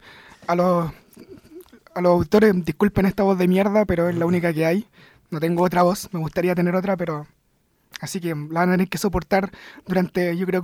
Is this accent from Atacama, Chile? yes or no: no; Renca, Santiago Metropolitan Region, Chile; Sí, soy de Renca. Me gusta ser de Renca, pero Renca no la lleva.